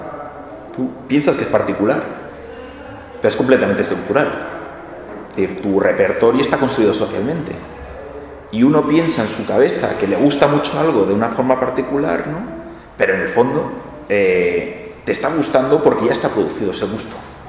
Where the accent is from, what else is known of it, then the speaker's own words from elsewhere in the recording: Catalonia, Spain; Y claro, yo vengo de Cataluña, ¿no?